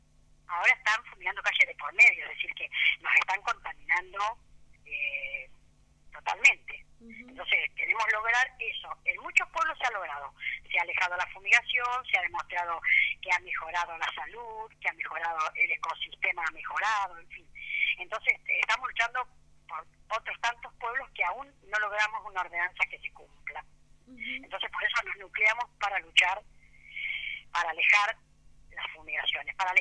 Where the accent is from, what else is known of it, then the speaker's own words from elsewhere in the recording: Los Toldos, Buenos Aires Province, Argentina; No, realmente yo soy de Los Toldos